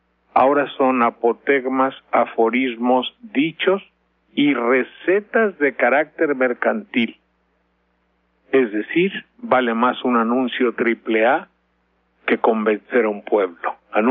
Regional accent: Mexico; moved away; porque salí de México desde muy joven, luego regresé, me volví a largar, volví a regresar

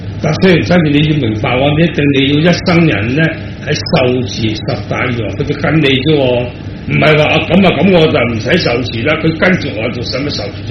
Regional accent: Hong Kong; 我哋香港人都知啦

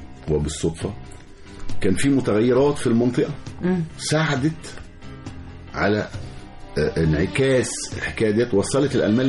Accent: Egypt; أنا مصري وعايش في مصر وعارف الأمان وعارف بنمشي إزاي بالليل

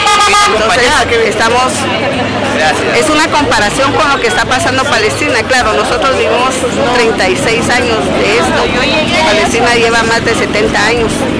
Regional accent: Guatemala; soy una guatemalteca musulmana convertida que ha vivido en esos años tan negros de la guerra interna en Guatemala

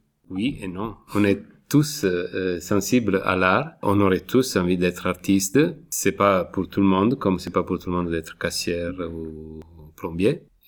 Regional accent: Italy; En Italie, je suis italien, ce problème est arrivé au niveau de la politique.

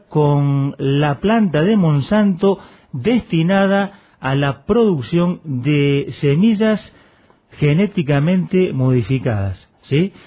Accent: Vila, Santa Fe, Argentina; a mi pueblo natal Vila, en la provincia de Santa Fe

